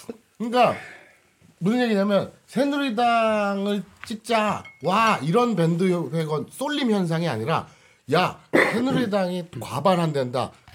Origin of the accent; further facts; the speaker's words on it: South Korea; 나는 그러니까 우리 한국 사람들 특유의 아까 그 절묘한 황금 비율 뭐 이거 있잖아.